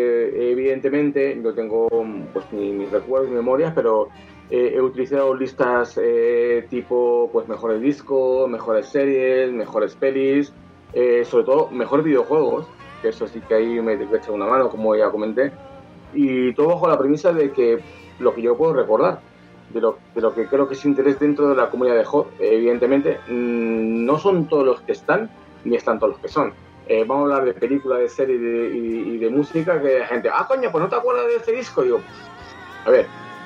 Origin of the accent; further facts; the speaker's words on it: Spain; Y sobre todo para nosotros, como gente española, es una década muy, muy importante.